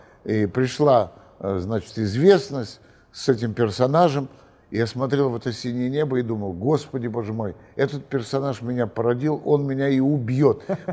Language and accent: Russian; Moscow, Russia; Я коренной москвич, поэтому я помню, когда этого не было.